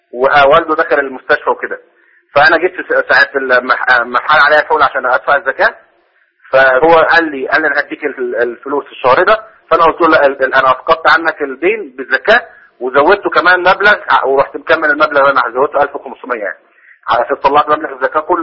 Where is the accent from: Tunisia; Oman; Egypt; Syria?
Egypt; now in Jeddah, Saudi Arabia; أنا مصري عايش في جدة